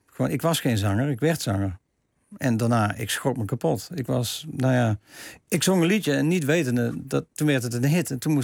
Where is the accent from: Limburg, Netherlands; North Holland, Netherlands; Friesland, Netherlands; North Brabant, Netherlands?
North Brabant, Netherlands; Tilburg; born there; also born or lived in Hilvarenbeek; En ik ben geboren in Tilburg en ging naar Hilvarenbeek.